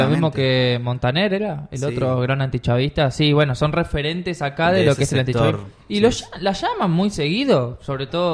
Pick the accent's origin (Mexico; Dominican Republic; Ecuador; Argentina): Argentina; Entonces tampoco hablemos de los nazis y de los hijos de puta que son porque somos argentinos.